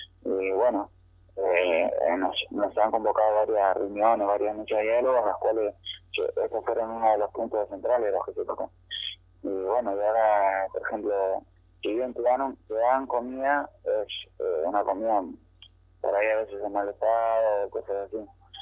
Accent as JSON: {"language": "Spanish", "region": "Buenos Aires", "country": "Argentina", "said": "no somos todos de acá, digamos. Somos la mayoría de Gran Buenos Aires, Buenos Aires, La Loma, La Nuz, y estamos acá en un radio de más de 500 kilómetros de nuestro domicilio"}